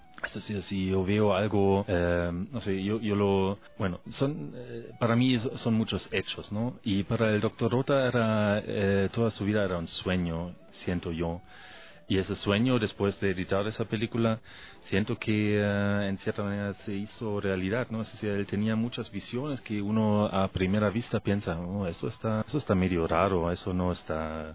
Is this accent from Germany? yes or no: yes; Germany; Spanish is a second language; now in Ecuador; En Alemania, soy alemán. Entonces, no regresé nunca más a mi país. Entonces, de Cuba me fui con Oricel al Ecuador.